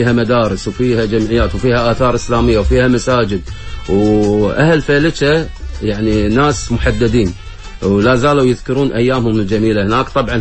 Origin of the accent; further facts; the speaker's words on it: Kuwait; يشتغلون بالشيء اسمه عندنا بالكويت حداق